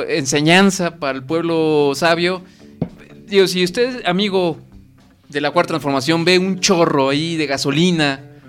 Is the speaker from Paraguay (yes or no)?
no; Mexico; bailemos y echemos desmadre como buenos mexicanos que somos, güey